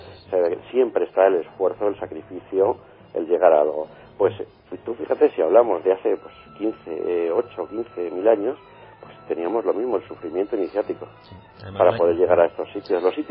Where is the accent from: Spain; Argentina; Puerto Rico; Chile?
Spain; Yo no les voy a decir ni que soy español ni nada.